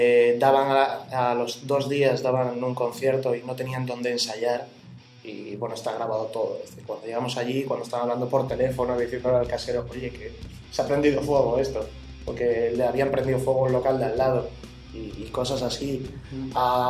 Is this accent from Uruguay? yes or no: no; Torrelavega, Cantabria, Spain; O sea, soy de Torrelavega y me estás llamando de Madrid.